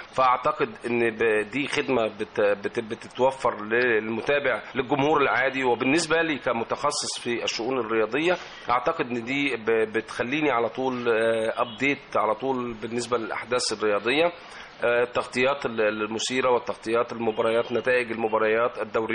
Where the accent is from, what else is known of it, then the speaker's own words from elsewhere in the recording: Egypt; ودايما مصدر البهجة والسعادة بالنسبة لنا كمصريين وكمستمعين.